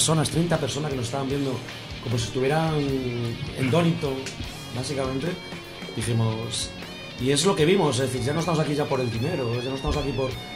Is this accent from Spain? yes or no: yes; Galicia, Spain; now in Madrid, Spain; Yo vengo de Galicia, entonces... cuando llegué a Madrid, yo quedé alucinado de la cantidad de bandas que había en Madrid.